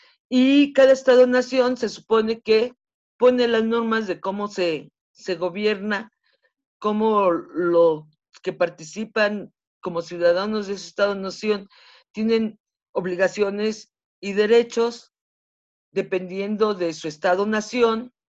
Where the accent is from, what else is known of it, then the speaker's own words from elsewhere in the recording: Mexico City, Mexico; yo soy del lado de los Pedregales, en la zona de los Pedregales de la Ciudad de México. Estoy acá hasta por el Estadio Azteca. Yo aquí desde mi ventana veo el Estadio Azteca. Entonces estoy muy al